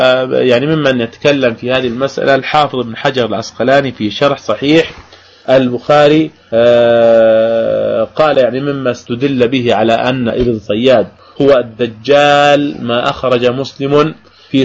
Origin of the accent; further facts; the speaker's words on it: Jordan; حتى عندنا في الأردن يعني في الشوارع يزرعون شجر الغرقد